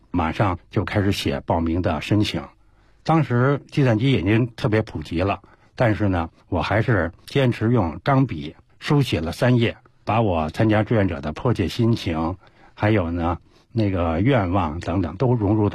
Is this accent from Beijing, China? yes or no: yes; Beijing, China; 在北京的西单四合院生活了40多年，而且西单距离故宫啊不足3里地，